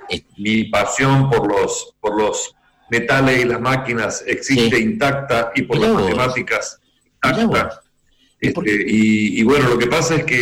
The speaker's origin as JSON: {"language": "Spanish", "region": "Santa Fe", "country": "Argentina", "tie": "born or raised there", "said": "Yo nací en Santa Fe y me crié acá, todo. Escuela, mis amigos, mis amores, todo."}